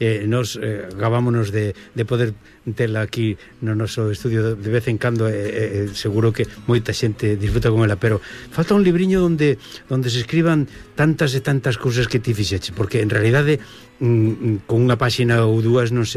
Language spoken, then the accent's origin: Galician; Galicia, Spain; amar un pouco máis a nosa o noso ser como galegos